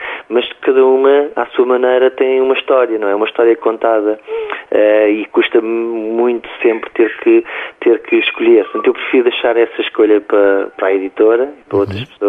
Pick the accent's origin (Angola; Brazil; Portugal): Portugal; tem muito a ver connosco enquanto portugueses